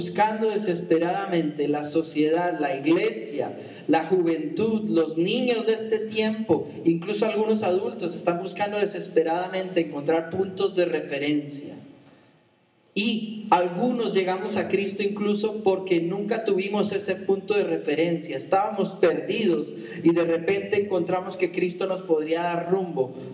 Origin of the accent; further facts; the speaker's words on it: Colombia; en mi cultura, siendo yo colombiano cuando yo era más niño, me enseñaron a respetarle al papá